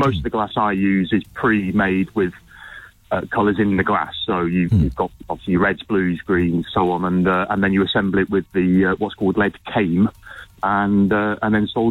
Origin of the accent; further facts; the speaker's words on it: Peterborough, East of England, United Kingdom; No, in Peterborough itself.